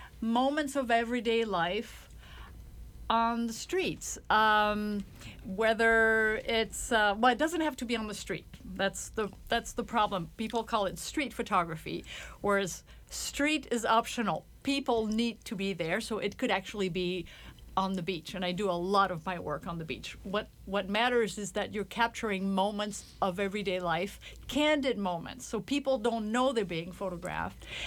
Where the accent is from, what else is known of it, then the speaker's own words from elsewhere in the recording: Normandy, France; now in Twin Cities, United States; I'm a photographer. I'm from France originally and from Normandy. And I've been living in the Twin Cities for a very long time.